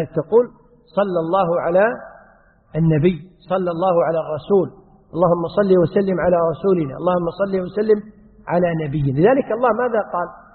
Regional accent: Kuwait; عندنا في الكويت يقولون للرجل الكبير المسؤول السيد فلان

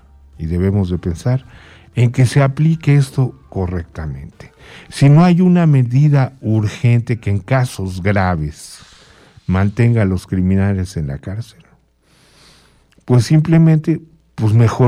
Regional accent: Iztapalapa, Mexico City, Mexico; No, yo vengo de Iztapalapa.

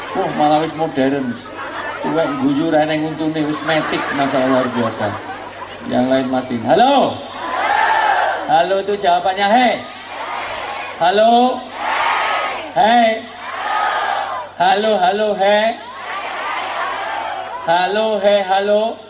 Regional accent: Java, Indonesia; Saya asli orang Jawa, dalam orang Jawa bilang orang tua itu disebut sepuh.

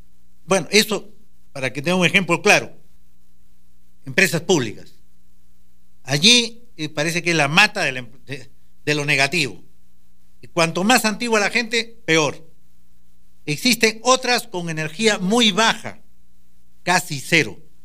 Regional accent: Peru; Porque no somos nosotros los peruanos los que tenemos la energía

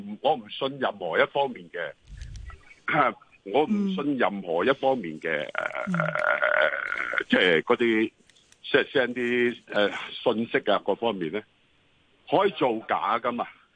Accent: Hong Kong; 香港咧嗱，我系一个土生土长，我由零。到而家有少少積蓄啊，咁我亦都好珍惜香港

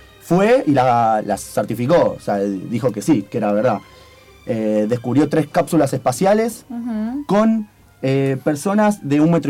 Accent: Argentina; Somos argentinos, somos egoístas.

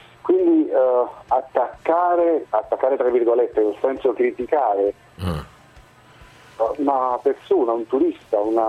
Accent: Naples, Campania, Italy; siamo da Napoli, sono napoletano

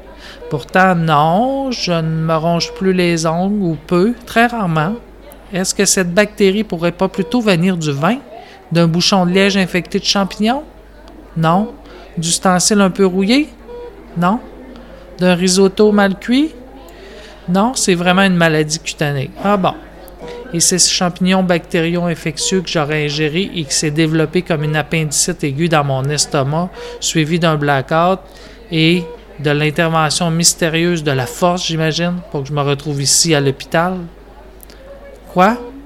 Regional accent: Chicoutimi, Quebec, Canada; je viens du Saguenay, de Chicoutimi, et j'ai un gros attachement à ma région natale.

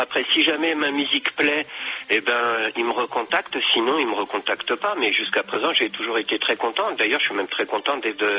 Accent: Lourdes, Occitanie, France; Moi je suis de Lourdes.

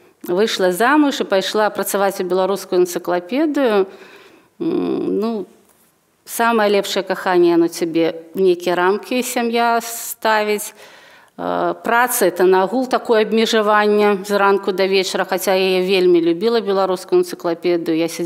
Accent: Luninets, Brest Region, Belarus; born there; Ну, і плюс я ж ужо нарадзілася ў Лунінцы, і тут я не магла, відаць, не прыйсці да беларускай мовы.

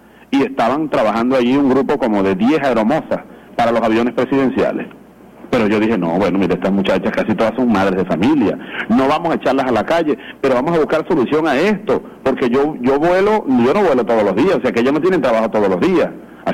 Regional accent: Venezuela; como venezolano, como joven, como hombre de esta revolución

